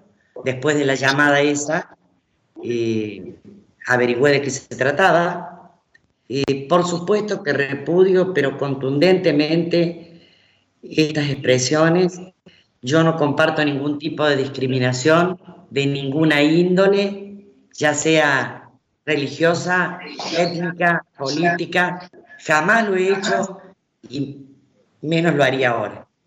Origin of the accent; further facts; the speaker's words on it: Argentina; Nosotros somos una sociedad, argentina me refiero, donde los excesos están en la orden del día.